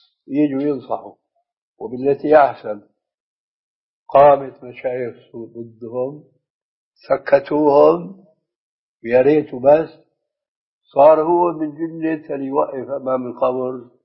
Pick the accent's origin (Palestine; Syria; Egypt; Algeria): Syria; وهو كما يقولون أيضا عندنا في سوريا أبوها وأمها